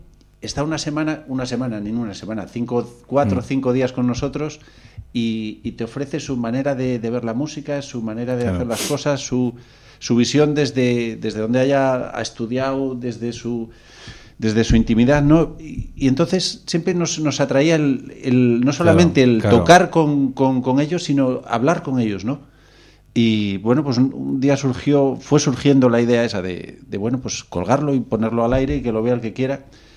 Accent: León, Castile and León, Spain; Yo soy de León, nacido en León.

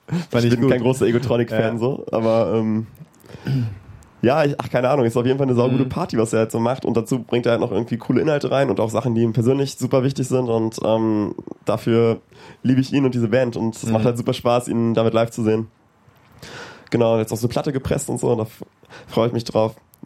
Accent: Wunstorf, Lower Saxony, Germany; Ja, ich komme aus Wunsdorf, aber das sind ja nur 10 Minuten von Hannover.

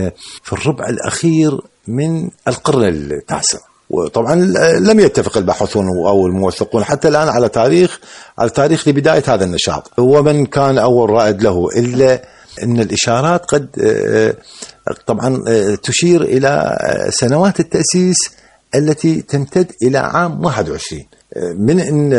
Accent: Iraq; حركة مسرحية مستقرة عندنا في العراق

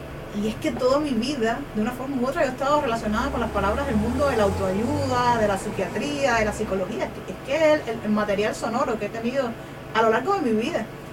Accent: Cuba; es bastante común en mi país, se lee mucho pirateado, porque a veces, no sé, es que pues los libros viajan, sobre todo en Cuba

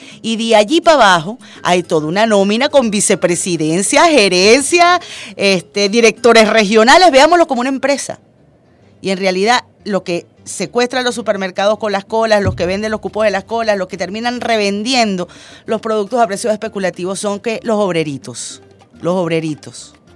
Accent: Venezuela; nosotros como venezolanos y venezolanas

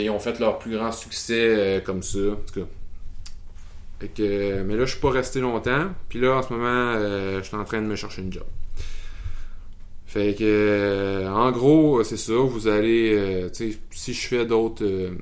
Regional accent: Quebec, Canada; accent: Quebec; Ben déjà, il y a pas assez de monde au Québec, là. Puis notre accent s'exporte pas très bien.

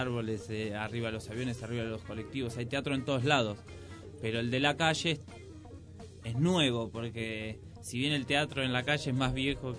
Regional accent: Merlo, Buenos Aires Province, Argentina; nosotros somos de Merlo, los chicos de Moreno

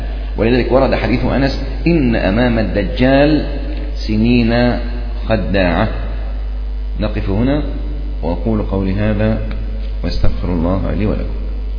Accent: Upper Egypt, Egypt; طبعا عندنا في الصعيد جماعة جامدين

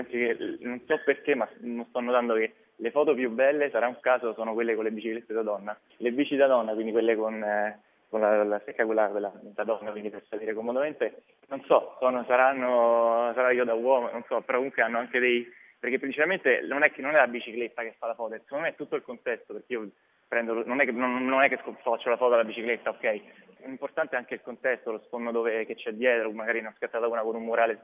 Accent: Rome, Lazio, Italy; ovviamente io sono di Roma, quindi Roma la fa da padrona

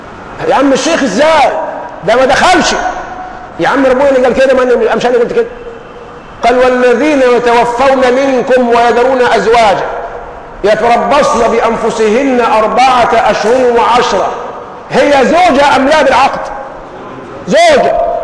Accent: Egypt; من التحلل والسذاجه الموجوده فينا كمصريين

